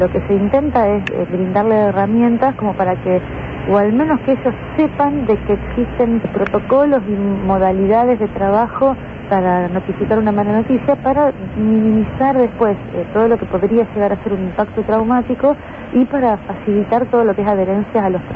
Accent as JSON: {"language": "Spanish", "country": "Argentina", "said": "El problema es que como argentinos en este contexto social estamos perdiendo la credibilidad"}